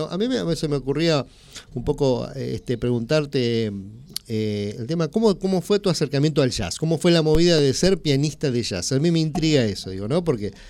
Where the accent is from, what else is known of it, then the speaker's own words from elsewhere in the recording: Tres Arroyos, Buenos Aires Province, Argentina; somos de Tres Arroyos, ¿viste? Que nosotros veraneamos mucho allá en Necochea